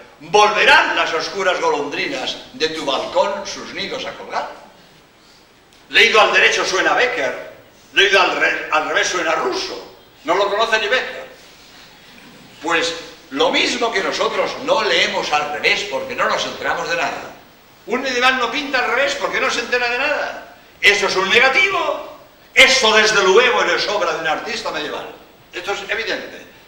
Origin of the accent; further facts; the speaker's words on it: Barcelona, Catalonia, Spain; born there; now in Cádiz, Spain; yo nací en Barcelona, pero llevo, pues en Cádiz llevo 36 años, ¿no? Y bien, en Andalucía, como jesuita, soy andaluz.